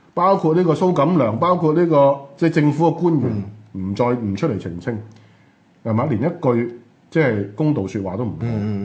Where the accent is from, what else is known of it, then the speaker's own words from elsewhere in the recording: Hong Kong; 嗰啲係根本我哋香港人係識都唔識嘅